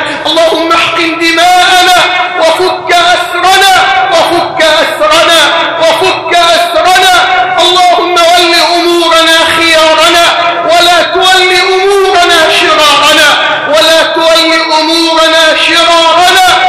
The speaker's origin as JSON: {"language": "Arabic", "country": "Egypt", "said": "أن تجعل بلدنا مصر واحدا للأمن والأمان"}